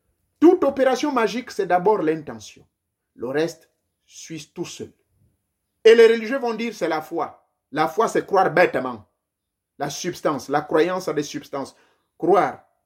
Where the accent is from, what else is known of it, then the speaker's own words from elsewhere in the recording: Gabon; born there; comme je suis né au Gabon